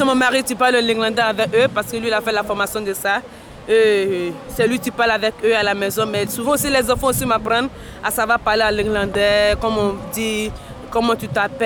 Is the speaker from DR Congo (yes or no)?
no; Côte d’Ivoire; French is a second language; moved away as an adult; also born or lived in Niger; now in Belgium; Je viens de la Côte d'Ivoire.